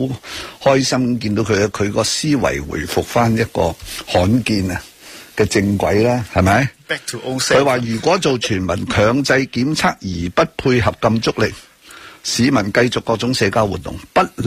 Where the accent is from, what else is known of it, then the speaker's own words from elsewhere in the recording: Hong Kong; 一定有一个说法俾我哋香港人得以警戒